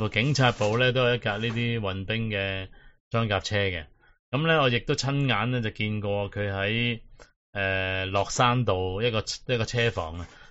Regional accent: Hong Kong; 今日我哋香港人其中要受嘅一样嘢呢

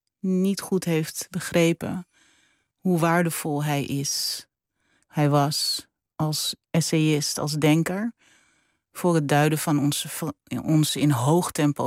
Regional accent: Suriname; born there; mijn loyaliteit aan mijn familie en aan mijn geboorteland

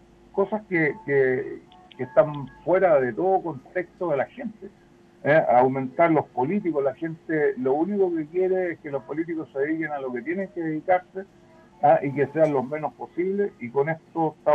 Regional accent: Chile; la inmensa mayoría, todos somos chilenos

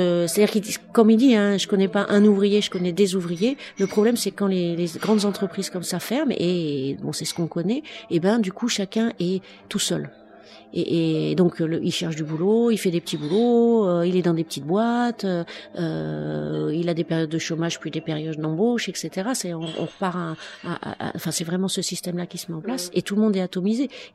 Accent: Saint-Denis, Île-de-France, France; Et moi, je suis de Saint-Denis, et à Saint-Denis, en gros, c'est une génération de banlieusards contre une autre.

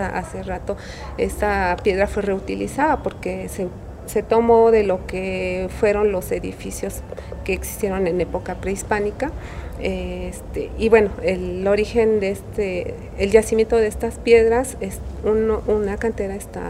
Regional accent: Xochimilco, Mexico City, Mexico; yo soy oriunda de Xochimilco.

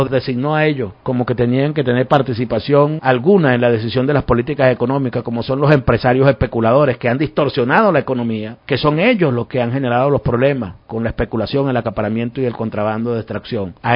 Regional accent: Venezuela; valor que admiramos como venezolanos también de toda la vida

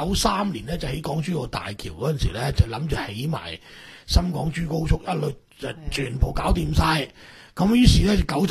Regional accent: Hong Kong; 整個珠江三角洲西部已經開發曬，俾我哋香港人佔領曬啦嘛。

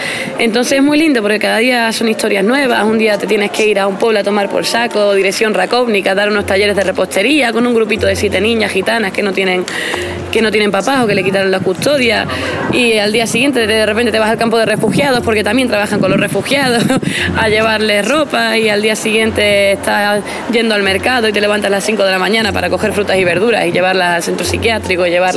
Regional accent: Extremadura, Spain; now in Czech Republic; Pues yo vengo de España

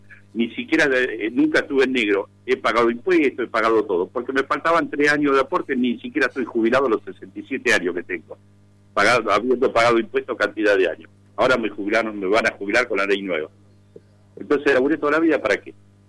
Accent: Tandil, Buenos Aires Province, Argentina; yo soy de Tandil, defiendo Tandil a muerte

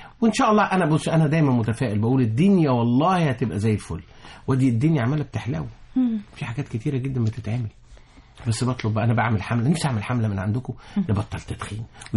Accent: Mansoura, Dakahlia, Egypt; انا من المنصورة

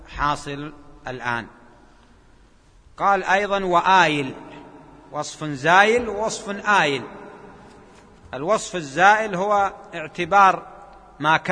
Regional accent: Jeddah, Makkah Province, Saudi Arabia; عندنا في جدة

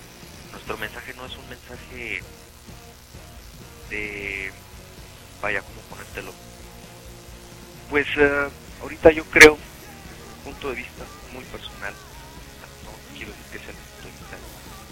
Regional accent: Ciudad Juárez, Chihuahua, Mexico; lo que nosotros estamos viviendo en Ciudad Juárez. Somos de Ciudad Juárez, porque somos de México

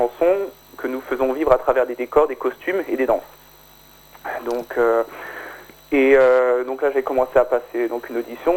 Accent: Grand Est, France; Oui, c'est ça, Bas-Rhin, pour être...

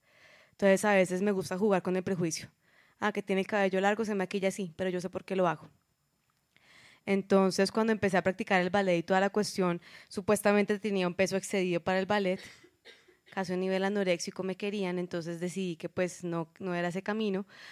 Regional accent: Bogotá, Colombia; Uno como rola, debo decirlo, como bogotana, pues se sentirán muchas identificadas.

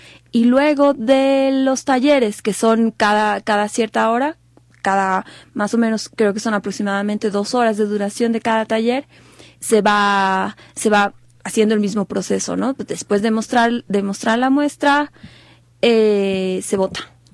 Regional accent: Bolivia; Yo estoy visitando Ecuador porque soy boliviana

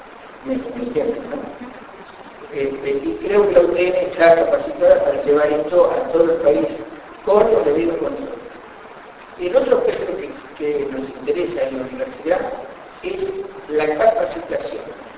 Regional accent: La Matanza, Buenos Aires Province, Argentina; Todos nosotros, los que somos de La Matanza y los que no, pero que están transitando por este municipio

